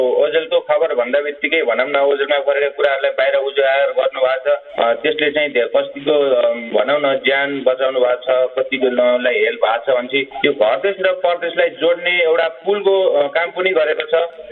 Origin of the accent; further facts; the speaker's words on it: Lumbini Province, Nepal; now in Czech Republic; घर मेरो वामी अर्जेवा पर्छ, गुल्मी।